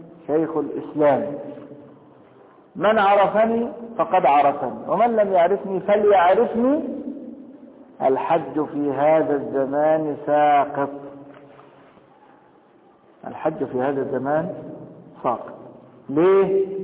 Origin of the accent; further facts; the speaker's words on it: Egypt; طب لكن أنا دلوقتي مصري وهخش مكة